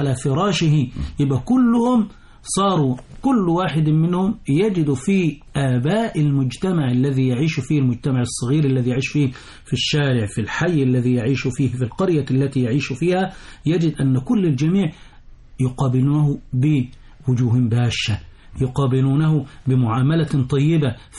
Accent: Egypt; لأن المرجعية عندنا التي تحكم تصرفاتنا كمصريين على المستوى الرسمي وعلى المستوى الشعبي

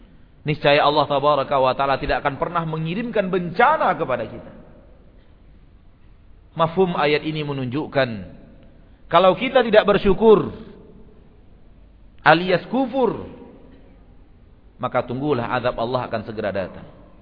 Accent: Pekanbaru, Riau, Indonesia; karena kita memang warga Pekanbaru, karena kita memang tumbuh dan besar di kota Pekanbaru.

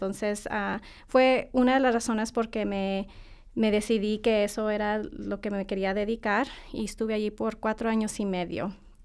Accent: El Paso, Texas, United States; yo originalmente soy tejana. nací en El Paso, Texas. Mi familia es de Chihuahua, así que mi mamá y mis abuelitos, yo crecí yendo a Chihuahua en los veranos con mi abuelita y mi abuelito

